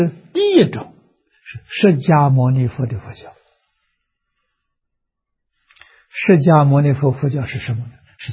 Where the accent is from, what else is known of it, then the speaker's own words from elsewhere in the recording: China; 我们中国人讲的道德啊，一丝毫没有违背性德啊